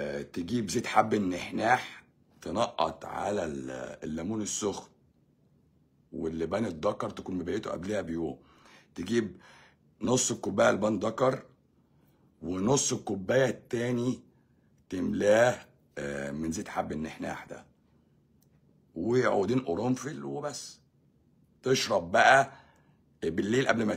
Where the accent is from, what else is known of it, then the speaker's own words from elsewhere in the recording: Egypt; moved away; احنا مصريين في الغربه بنقف مع بعض